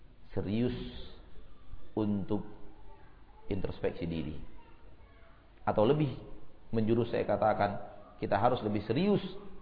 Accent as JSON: {"language": "Indonesian", "town": "Bukittinggi", "region": "West Sumatra", "country": "Indonesia", "said": "Pertemuan kita bukan karena semata-mata kita orang Bukit Tinggi"}